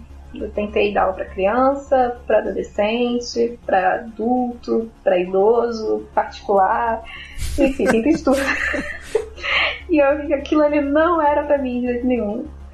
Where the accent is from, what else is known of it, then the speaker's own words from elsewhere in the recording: Rio de Janeiro, Brazil; sou do Rio, como ele falou.